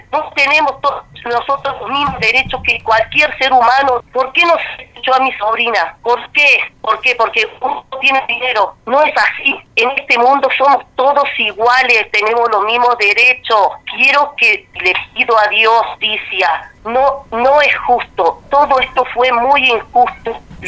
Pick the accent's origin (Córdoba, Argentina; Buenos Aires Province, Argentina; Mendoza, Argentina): Córdoba, Argentina; Río Ceballos; Mira, yo no vivo en San Cipuede, yo soy de Río Ceballos.